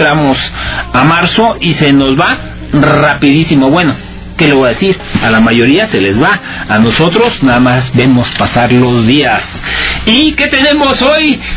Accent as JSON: {"language": "Spanish", "country": "Mexico", "said": "como somos mexicanos"}